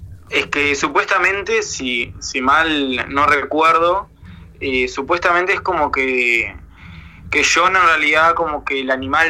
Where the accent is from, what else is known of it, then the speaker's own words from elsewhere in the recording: La Paloma, Rocha, Uruguay; Como nos criamos principalmente en La Paloma